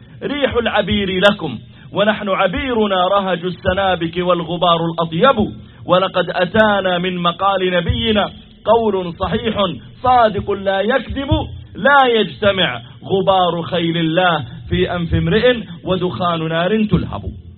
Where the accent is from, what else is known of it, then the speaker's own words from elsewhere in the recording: Saudi Arabia; وهل الصلاة خاصة بنا نحن الذين جئناكم من السعودية؟